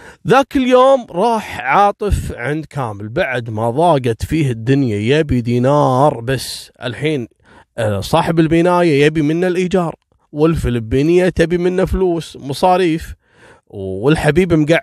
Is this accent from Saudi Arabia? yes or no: no; Kuwait; طبعا هذا مجرم عندنا في الكويت لانه غير قانوني.